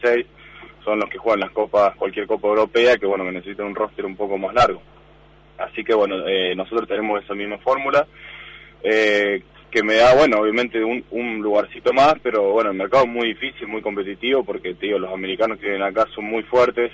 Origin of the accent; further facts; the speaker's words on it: Argentina; born there; Yo nací en Argentina